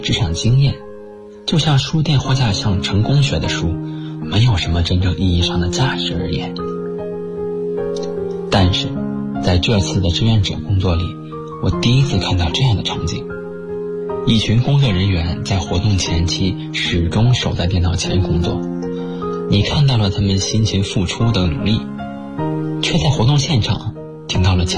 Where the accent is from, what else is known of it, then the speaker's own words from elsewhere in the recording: Taiyuan, Shanxi, China; now in Nanjing, China; 来自山西太原，现在在南京大学，距离我的家乡1078公里。